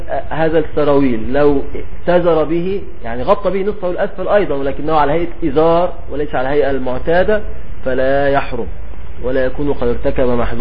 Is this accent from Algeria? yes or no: no; Egypt; بنسميه عندنا في مصر الجلابية.